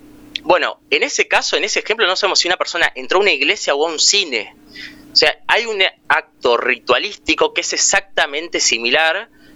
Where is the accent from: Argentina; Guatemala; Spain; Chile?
Argentina; La Plata, Buenos Aires Province; Soy platense. Militante de La Plata.